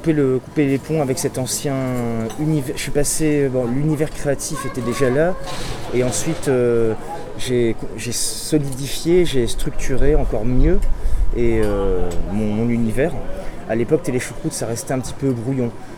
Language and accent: French; Avignon, Provence-Alpes-Côte d'Azur, France; Je suis né à Aix-en-Provence, dans les Bouches-du-Rhône, département 13.